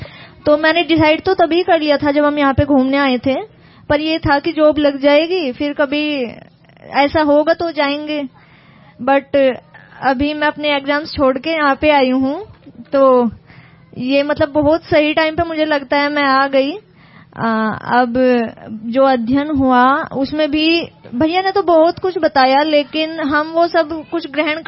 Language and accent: Hindi; Uttar Pradesh, India; मैं यूपी से हूँ।